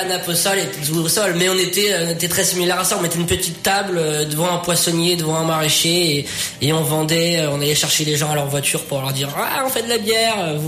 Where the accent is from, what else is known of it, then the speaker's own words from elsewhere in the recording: Saint-Pryvé-Saint-Mesmin, Centre-Val de Loire, France; on est originaire de Saint-Privé-Saint-Mémin.